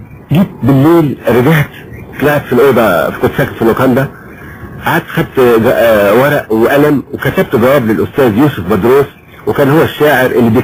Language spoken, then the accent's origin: Arabic; Egypt; moved away; كنت أول مرة بترك بلدي مصر وبسافر يعني بتغرب، كنت أول كان مغترب يعني أول مرة بسيب مصر وأسافر بلد غريبة وأجنبية